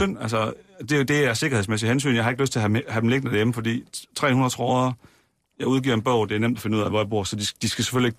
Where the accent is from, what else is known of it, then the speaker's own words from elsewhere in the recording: Aarhus, Central Denmark Region, Denmark; Jeg er fra Aarhus, der tjener ikke så mange penge.